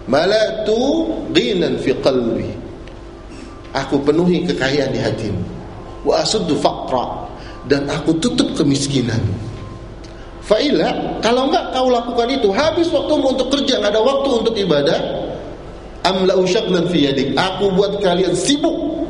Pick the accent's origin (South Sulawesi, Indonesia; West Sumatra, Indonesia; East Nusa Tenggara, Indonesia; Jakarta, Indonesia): Jakarta, Indonesia; Saya orang Betawi, Pak